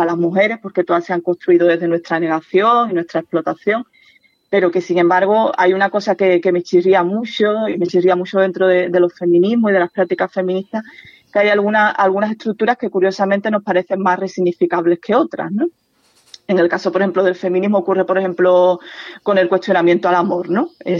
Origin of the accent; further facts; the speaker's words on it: Andalusia, Spain; Y yo soy andaluza